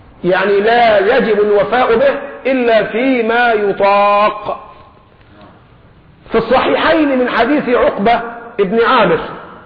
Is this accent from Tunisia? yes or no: no; Egypt; بنقول لهم احنا كمصريين اهو ده مستوانا